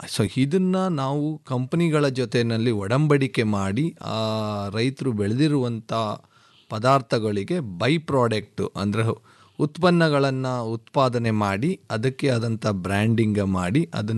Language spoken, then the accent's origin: Kannada; Gudiganahalli, Karnataka, India; Executive MBA ಮಾಡಿದ್ದೀನಿ. So ನಮ್ಮ ಊರು ಬೇಸಿಕಲಿ ಗುಡಿಗೇನಹಳ್ಳಿ ಗ್ರಾಮ. ಸೊ ನಾನು ಇವತ್ತು ಕೂಡ ರೈತ.